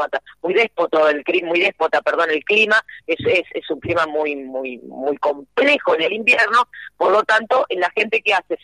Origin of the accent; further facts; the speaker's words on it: Argentina; porque no es una práctica aquí de mi terruño, si se quiere, de estas provincias